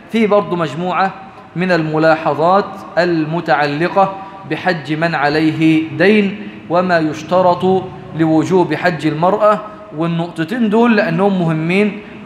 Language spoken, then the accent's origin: Arabic; Egypt; احنا كمصريين بنموت في التسليك